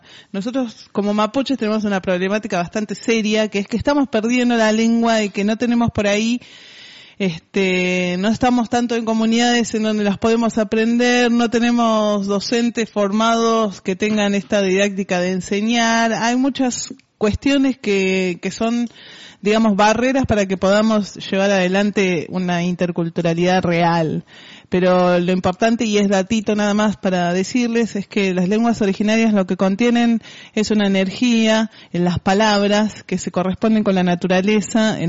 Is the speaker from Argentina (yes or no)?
yes; Buenos Aires, Argentina; now in Junín, Argentina; Porque yo … no dejo de ser mapuche simplemente porque fui criada y nacida en Capital y me vine a vivir a Junín.